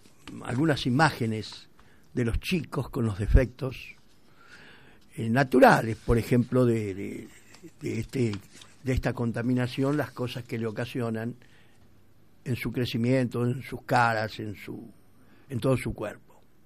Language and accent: Spanish; Argentina; Bueno, así somos los argentinos.